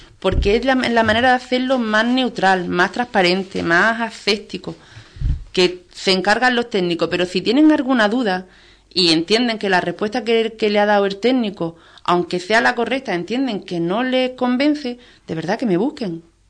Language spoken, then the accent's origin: Spanish; Ubrique, Andalusia, Spain; Aquí somos todos de Ubrique, y para lo bueno y para lo malo nos conocemos todos.